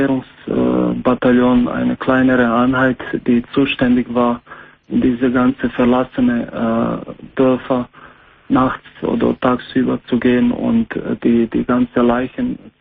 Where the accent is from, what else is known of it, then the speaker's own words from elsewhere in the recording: Croatia; German is a second language; ich bin 38 und ich komme ursprünglich aus Kroatien.